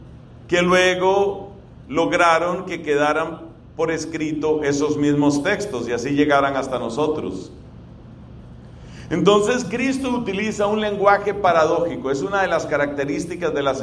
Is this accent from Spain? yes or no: no; Colombia; que yo la he oído muchas veces en mi país. Tal vez usted la haya escuchado también aquí.